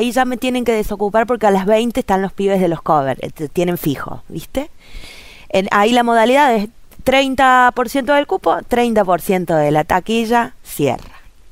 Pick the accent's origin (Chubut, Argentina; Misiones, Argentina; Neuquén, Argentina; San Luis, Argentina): San Luis, Argentina; Villa Mercedes; Yo soy de Villa Mercedes, de la ciudad de la calle Angosta.